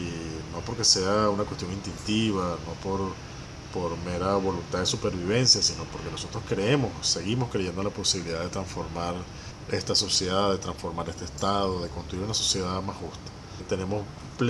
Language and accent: Spanish; Venezuela; no sean tan ingenuos como para creer que un pueblo como el venezolano, que ha dado todas las luchas que ha dado, sin pretendernos ser algo más de lo que somos